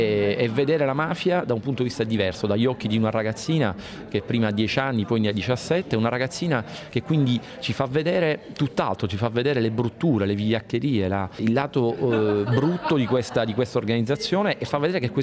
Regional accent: Sicily, Italy; Sicuramente crescendo in Sicilia non puoi non vedere, insomma, che voglio dire, la criminalità organizzata, la mafia esiste.

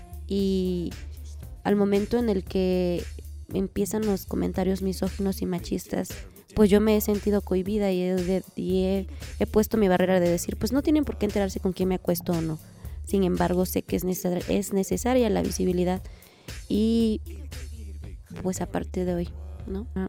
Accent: Cuajinicuilapa, Guerrero, Mexico; Soy originaria de Cuajinicuilapa, Guerrero. Tengo 28 años. Me asumo como mujer bisexual afromexicana, feminista.

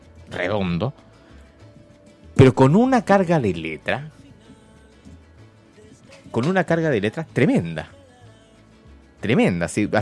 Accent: Concepción, Biobío, Chile; a mí, que soy penquista, me marca emociones clandestinas

